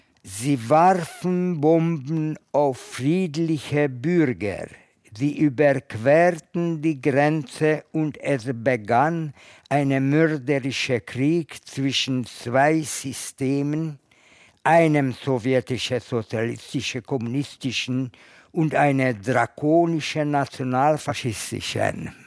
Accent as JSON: {"language": "German", "region": "Budapest", "country": "Hungary", "said": "Ich komme aus Ungarn, aus Budapest. Ich bin im 1929, 21. Juli geboren."}